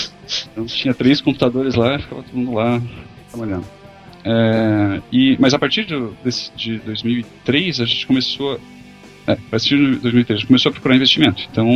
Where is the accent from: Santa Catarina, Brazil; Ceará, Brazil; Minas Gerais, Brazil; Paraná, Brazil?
Santa Catarina, Brazil; Joinville; also born or lived in São Paulo; É, eu nasci em São Paulo, mas fui pra Joinville bem novo, assim, então não gostei de Joinville.